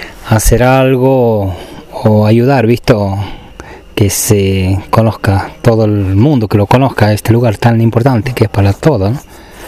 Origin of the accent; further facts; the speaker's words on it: Londres, Catamarca, Argentina; born there; tengo 49 años y soy nacido acá en Londres, Shinkan.